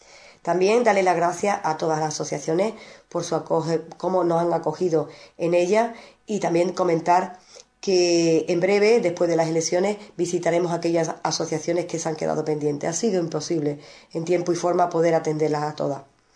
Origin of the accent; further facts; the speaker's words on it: Ubrique, Andalusia, Spain; Solo trabajaremos en beneficio de nuestro pueblo. No dejo mi pueblo por ninguno de esos organismos. Y esta noche, esta agrupación no va a dar un mitin como es de costumbre. Nosotros queremos estar cerca de todos nuestros vecinos y estaremos en la calle para escucharlos y atenderlos. AICU trabajará por todos los vecinos de Ubrique.